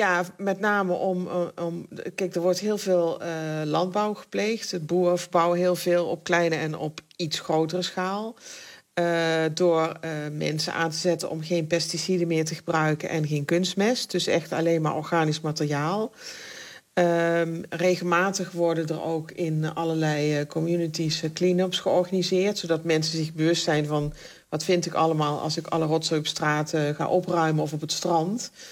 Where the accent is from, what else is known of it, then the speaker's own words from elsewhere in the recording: Netherlands; Ik kom natuurlijk uit Nederland en dat is dan, noem ik altijd gekscherend, een concrete jungle.